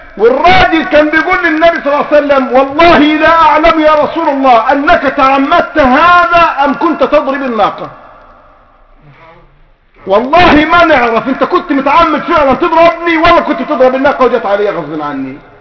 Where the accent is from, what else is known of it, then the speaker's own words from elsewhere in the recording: Egypt; يعني عندنا في مصر كده